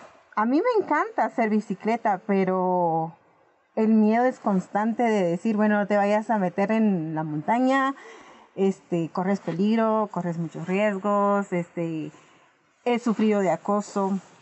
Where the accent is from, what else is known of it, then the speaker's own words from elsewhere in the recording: Chimaltenango, Guatemala; Yo pertenezco del departamento de Chimaltenango, específicamente del municipio de Patzún. Es un clima muy frío. Y pues soy maya cachiquel.